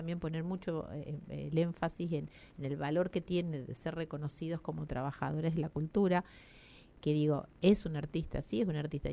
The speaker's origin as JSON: {"language": "Spanish", "region": "La Pampa", "country": "Argentina", "said": "Yo llegué regresé a la provincia de La Pampa en el año 91, en el 93 me instalé acá en Santa Rosa"}